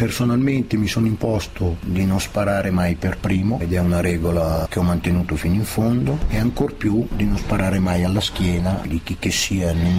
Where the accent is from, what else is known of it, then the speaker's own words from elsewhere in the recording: Milan, Lombardy, Italy; born there; Io è vero, sono nato a Lambrate, non mi sento vicino a Lambrate, mi sento molto più vicino al Giambellino